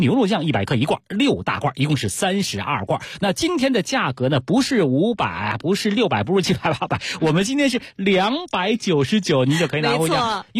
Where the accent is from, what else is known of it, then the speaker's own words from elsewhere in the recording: Beijing, China; 我们北京人特别爱吃红烧味的啊